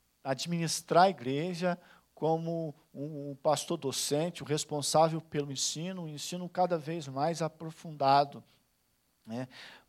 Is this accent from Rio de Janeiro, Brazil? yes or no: yes; Rio de Janeiro, Brazil; Quando se fala no Rio de Janeiro, também há lugar de conflito. Quando fala no bairro São Pedro, de onde eu sou, há lugar de conflito.